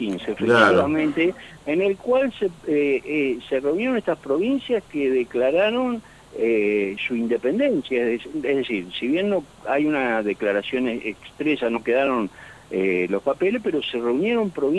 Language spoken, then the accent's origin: Spanish; Santa Fe, Argentina; para nosotros, como santafesinos